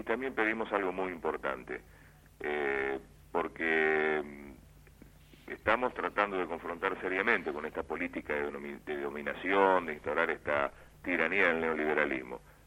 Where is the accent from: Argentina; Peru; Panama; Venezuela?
Argentina; nosotros acusamos como la preocupación como argentinos